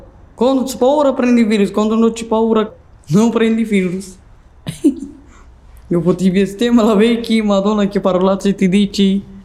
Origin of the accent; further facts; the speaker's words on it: Romania; Italian is a second language; now in Trento, Italy; sono romena. Sto con ci qua in Trento di 13 anni